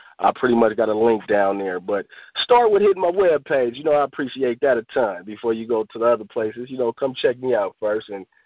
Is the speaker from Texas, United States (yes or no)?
no; San Francisco, California, United States; I'm from Hunters Point, Bayview Hunters Point. That's located in San Francisco, California.